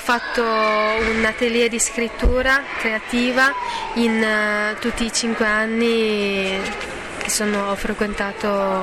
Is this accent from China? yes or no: yes; China; now in Bologna, Italy; Dalla Cina.